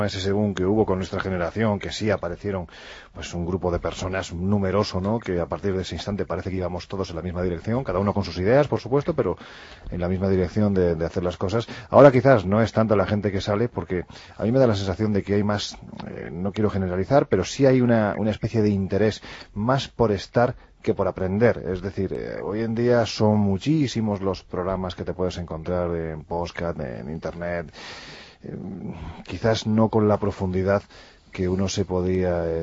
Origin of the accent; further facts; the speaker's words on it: Andalusia, Spain; Yo siempre digo que soy andaluz sin gracia